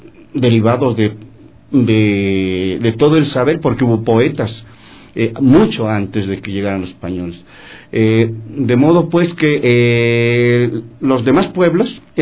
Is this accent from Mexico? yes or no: yes; Mexico; es una palabra entrañable para los que somos mexicanos